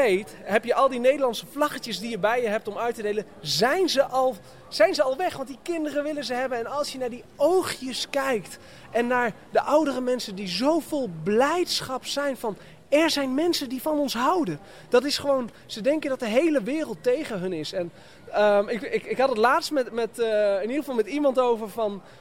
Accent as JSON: {"language": "Dutch", "country": "Netherlands", "said": "En alle gelovigen, die gaan dan met een bord, wij komen uit Nederland, wij komen van dat land."}